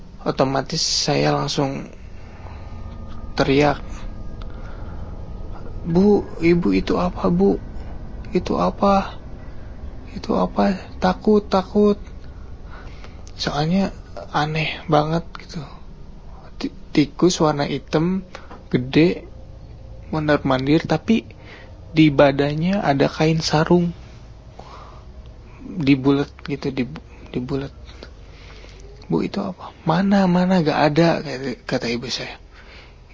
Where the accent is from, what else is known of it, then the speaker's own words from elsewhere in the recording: Subang, West Java, Indonesia; Saya dari Subang, Jawa Barat.